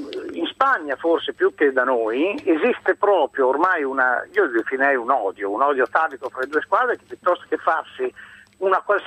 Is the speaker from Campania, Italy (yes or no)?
no; Milan, Lombardy, Italy; now in Rome, Italy; sono un milanese prestato a Roma.